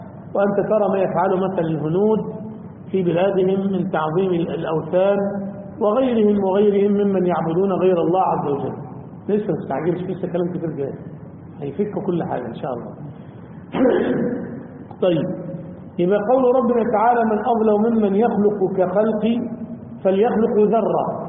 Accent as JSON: {"language": "Arabic", "town": "Damietta", "region": "Damietta Governorate", "country": "Egypt", "said": "أو يعمل خشب زي عندنا في دمياط مثلا"}